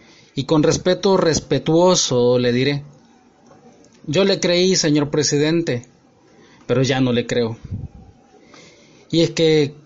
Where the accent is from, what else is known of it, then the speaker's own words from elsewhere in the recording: El Salvador; moved away as an adult; now in Panama; soy salvadoreño residiendo en Panamá desde hace algunos años.